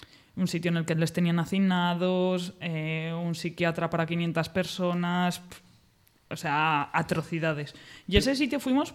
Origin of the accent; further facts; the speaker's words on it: Segovia, Castile and León, Spain; yo soy de Segovia y las casas de mi zona, las casas abandonadas, son las típicas casas abandonadas de labradores